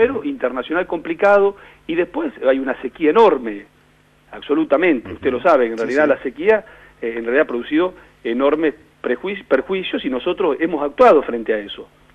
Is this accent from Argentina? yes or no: yes; Argentina; acá hay que apelar a la responsabilidad que todos tenemos como argentinos